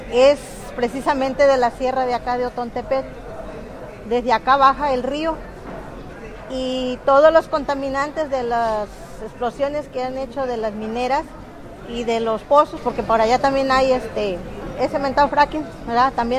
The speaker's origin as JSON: {"language": "Spanish", "town": "Ozuluama", "region": "Veracruz", "country": "Mexico", "said": "vengo de norte de Veracruz, de Usuluama, Veracruz"}